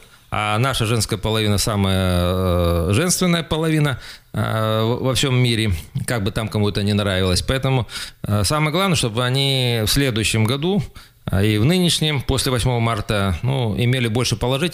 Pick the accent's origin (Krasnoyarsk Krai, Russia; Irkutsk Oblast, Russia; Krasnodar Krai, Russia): Krasnoyarsk Krai, Russia; Sukhobuzimskoye; моя малая родина, село Сухобузимское, я все-таки, скажем так, при определенных обстоятельствах заканчивал Сухобузимскую среднюю школу, правда, это было еще в прошлом веке